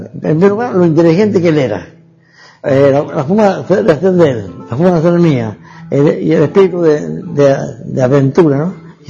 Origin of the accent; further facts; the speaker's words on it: Hernando, Córdoba, Argentina; also born or lived in Venezuela / Cuba; nací en Hernando el 8 de agosto de 1922. Yo tengo prácticamente tres patrias, ¿no? Argentina, donde nací, donde me formaron científica y éticamente. Venezuela, donde me hice profesional como científico